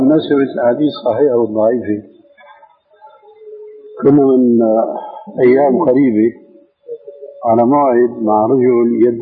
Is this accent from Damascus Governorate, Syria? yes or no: yes; Damascus, Damascus Governorate, Syria; قالوا ناس عندنا في دمشق يعمل حلقة